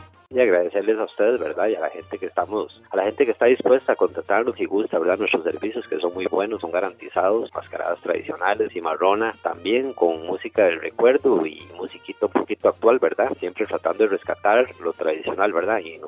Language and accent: Spanish; Aserrí, San José, Costa Rica; para seguir una de las tradiciones que llegaban en aquellos tiempos a mi pueblo Aserrí